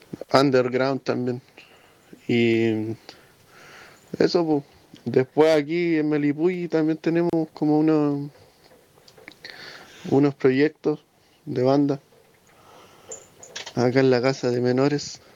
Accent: Villarrica, Araucanía, Chile; Aunque yo no soy de acá, soy del lado de Villarrica, donde vivía con mi familia.

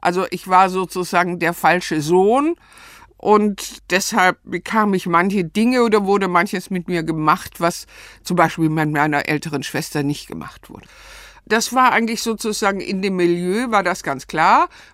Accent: Stuttgart, Baden-Württemberg, Germany; also born or lived in Ludwigsburg; Ich bin in Ludwigsburg bei Stuttgart geboren, aber dort nicht aufgewachsen. Meine Eltern lebten in Stuttgart bei Cannstatt

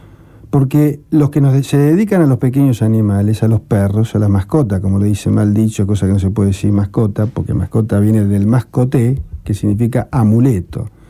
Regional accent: Rosario, Santa Fe, Argentina; moved away; yo soy hijo de Rosario, hace muchos años que vivo afuera.

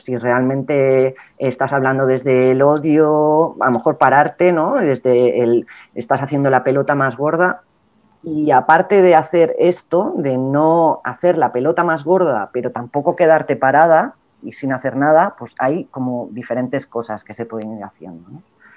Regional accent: Spain; es que yo soy europea y, yo tengo, y esto tiene un peso, y yo soy española

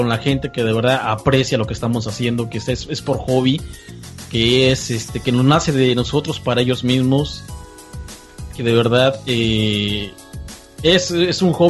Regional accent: Mexico; Sigo siendo igual mexicano hasta el nopal y igual que todos ustedes, mis compañeros de México

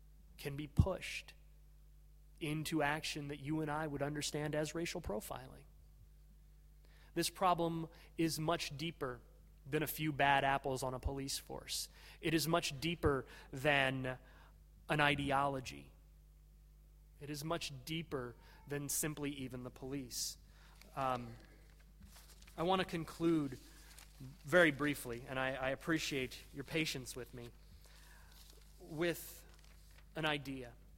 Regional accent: United States; and insofar as I am an American, I must say, from threats to our property.

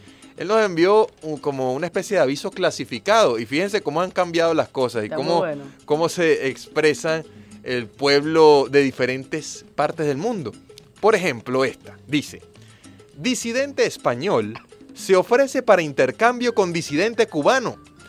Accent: Caracas, Capital District, Venezuela; a mí como venezolano, como caraqueño de aquí, de esta gran Caracas, de esta gran ciudad

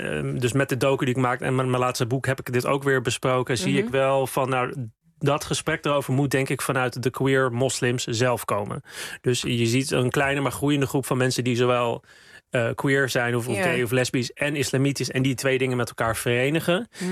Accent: Amsterdam, North Holland, Netherlands; Ik kom zelf uit Amsterdam-West, dus de buurten Slotervaart en Osdorp, met een groot aandeel mensen met een migratieachtergrond. Mm-hmm. Dus ik weet ook, toen ik daar zelf opgroeide, voel ik me ook niet veilig om daar uit de kast te komen.

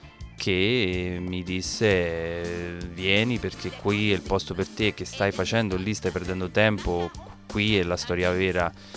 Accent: Campobasso, Molise, Italy; Io vengo da Campobasso, che per chi non lo sapesse...

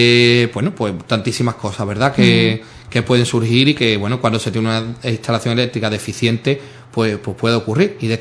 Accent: Sanlúcar de Barrameda, Andalusia, Spain; de Sanlúcar, de mi pueblo, de la parroquia de la O, de Nuestra Señora de la O, de mi pueblo, también de Sanlúcar.

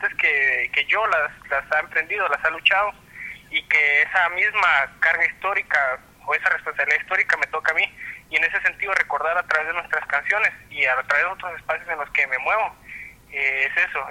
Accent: Antigua Guatemala, Sacatepéquez, Guatemala; nosotros somos de Antigua

